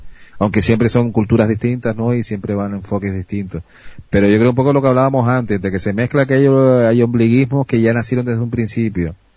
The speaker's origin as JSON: {"language": "Spanish", "region": "Canary Islands", "country": "Spain", "said": "quitando que yo soy canario y me cuesta hasta pronunciar más la S"}